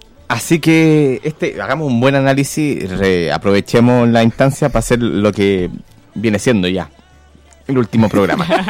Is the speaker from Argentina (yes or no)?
no; Maipú, Santiago Metropolitan, Chile; born there; Yo nací en Maipú, sí. un lugar que quiero mucho.